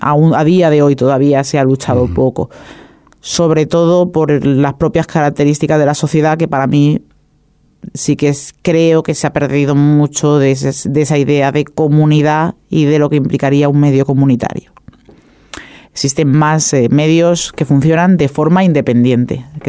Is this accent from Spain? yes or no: yes; Spain; tengo siempre ese problemita de que soy española.